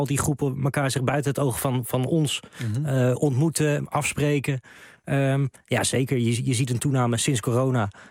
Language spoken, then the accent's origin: Dutch; Utrecht, Netherlands; Je merkt wel, ik kom zelf uit Utrecht.